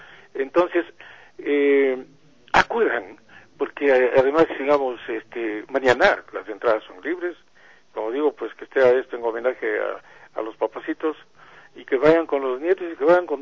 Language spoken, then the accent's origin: Spanish; Ecuador; y obviamente nosotros como ecuatorianos ya tenemos un número importante de representantes